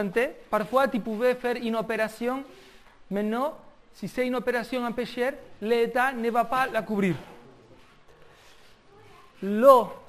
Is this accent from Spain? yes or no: yes; Spain; moi, en tant qu'Espagnol, moi, je paye des impôts